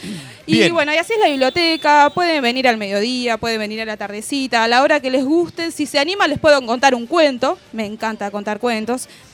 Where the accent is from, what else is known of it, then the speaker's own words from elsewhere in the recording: Ensenada, Buenos Aires Province, Argentina; Yo soy de Ensenada